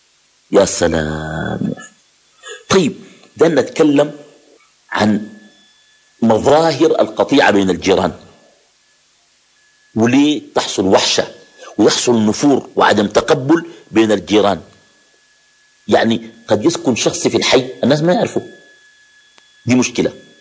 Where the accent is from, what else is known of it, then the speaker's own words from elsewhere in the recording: Khartoum, Sudan; بعض الأحياء عندنا في الخرطوم بتكون أحياء مغلقة، ناس بيقندبوا في الشقق وكده، ديل ما بكون زي الأحياء اللي بيسموها الأحياء الشعبية